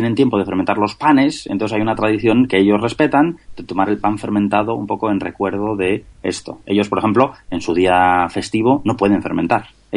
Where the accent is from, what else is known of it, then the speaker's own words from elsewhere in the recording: Basque Country, Spain; Yo, por ejemplo, soy de Vizcaya.